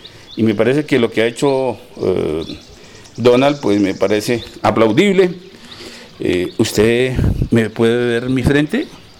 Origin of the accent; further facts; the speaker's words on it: Cáqueza, Cundinamarca, Colombia; para la juventud estudiosa del oriente de Cundinamarca, pero en especial los de Caques a mi tierra natal.